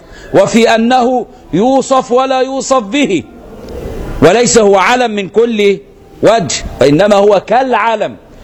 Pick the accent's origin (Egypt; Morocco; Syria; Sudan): Egypt; فانا مصري وماليزي